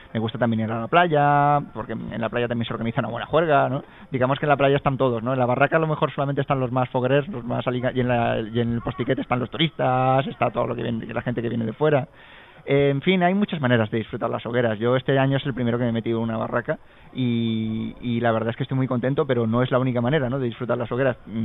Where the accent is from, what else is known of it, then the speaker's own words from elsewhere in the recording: Alicante, Valencian Community, Spain; Porque yo como alicantino me sentía bastante avergonzado